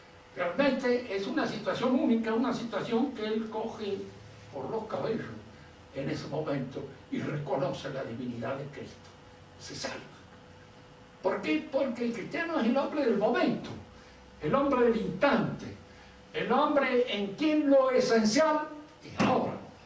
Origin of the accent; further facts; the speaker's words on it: Argentina; de alguna manera soy argentino y tengo miedo de ser más chorro de lo que creo.